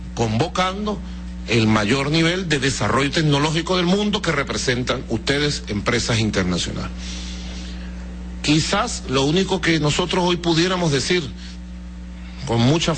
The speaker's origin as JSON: {"language": "Spanish", "town": "Caracas", "region": "Capital District", "country": "Venezuela", "tie": "born or raised there", "said": "Yo crecí en medio de una comunidad italiana bastante grande, donde yo nací y me crié aquí en Caracas. Bueno, en el edificio, aún allí está el edificio San Pedro, ¿no? Allí en cada piso vivía una familia italiana."}